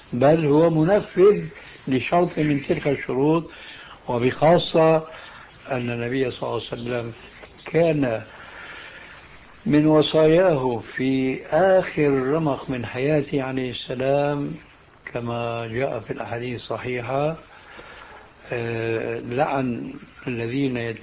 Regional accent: Syria; كما يقولون عندنا في سوريا

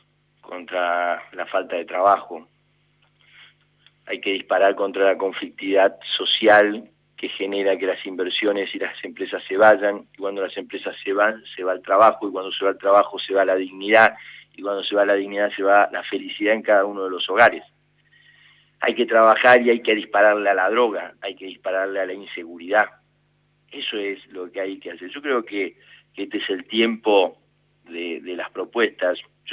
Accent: Argentina; no peleándose con nosotros que somos argentinos y que queremos vivir en paz

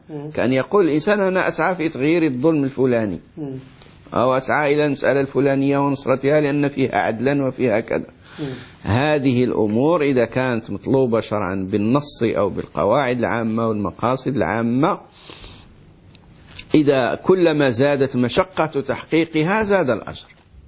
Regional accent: Morocco; هذه قاعدة كما يقول عندنا في المغرب، زيد دقيق زيد الماء

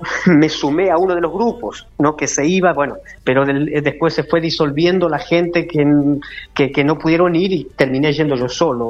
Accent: Chile; born there; Nací en Chile, ya de pequeño.

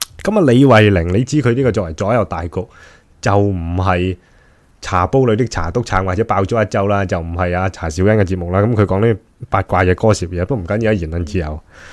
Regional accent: Hong Kong; 我谂作为一个香港人

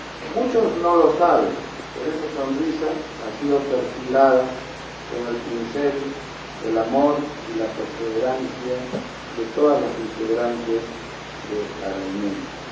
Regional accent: Peru; Porque si soy peruano, señoras, señores

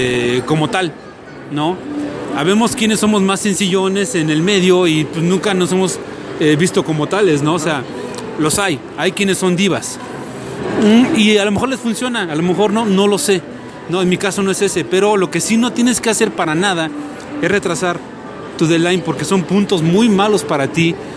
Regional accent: Mexico; Yo soy mexicano, estoy en México, no los veo muy frecuentemente.

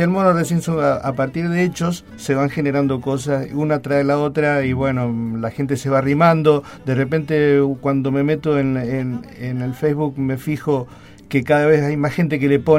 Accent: Mendoza, Argentina; now in Mar del Plata, Argentina; yo soy mendocino y me siento marplatense, hace 26 años que vivo acá.

